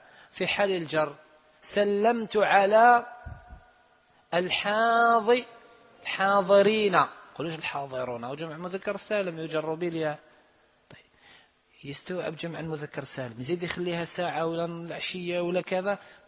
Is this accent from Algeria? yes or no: yes; Algeria; وهذا أسهل وهو المعروف عندنا في الجزائر